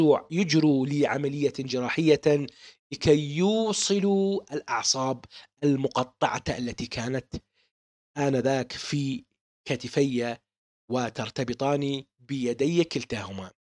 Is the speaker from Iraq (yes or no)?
yes; Baghdad, Baghdad Governorate, Iraq; born there; ولدت في بغداد بتاريخ يوم الخميس 13/6/1974 ميلاديا.